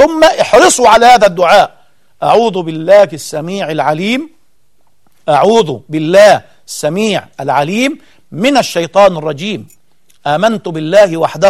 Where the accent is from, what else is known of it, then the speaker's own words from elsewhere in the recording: Egypt; طلعت من هدومها يعني بالمعنى العام عندنا في مصر